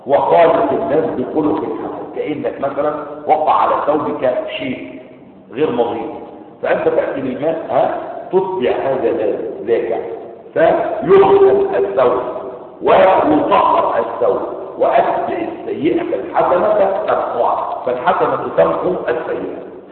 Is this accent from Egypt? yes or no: yes; Egypt; زي ما العوام عندنا في مصر يقولون